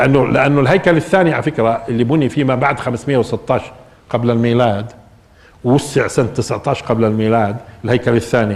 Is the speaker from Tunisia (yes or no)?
no; Palestine; على فكره بيعنينا شوي احنا كفلسطينيين